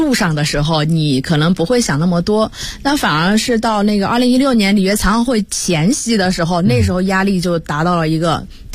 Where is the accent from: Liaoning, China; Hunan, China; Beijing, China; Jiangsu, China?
Hunan, China; 因为我是湖南人，